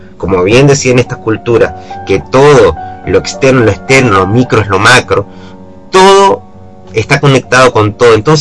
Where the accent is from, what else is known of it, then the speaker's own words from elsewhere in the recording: Venezuela; moved away; Yo crecí en Venezuela, donde un ambiente totalmente mágico